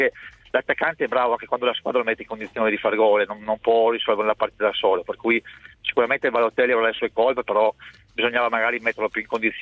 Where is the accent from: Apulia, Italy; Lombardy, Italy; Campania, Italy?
Lombardy, Italy; Brescia; da bresciano non è che sono felicissimo